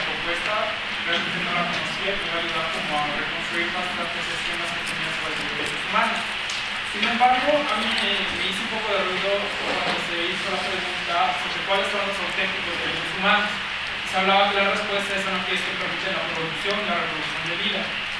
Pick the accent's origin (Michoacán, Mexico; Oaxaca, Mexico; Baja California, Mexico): Oaxaca, Mexico; yo vengo de Oaxaca, uh-huh. Y en mi comunidad donde yo vivía